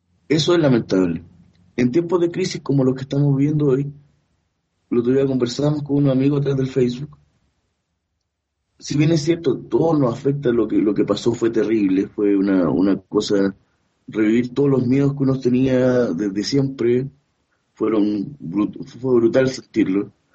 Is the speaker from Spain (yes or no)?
no; Chile; una generación donde nos criamos en Chile esperando construir un país distinto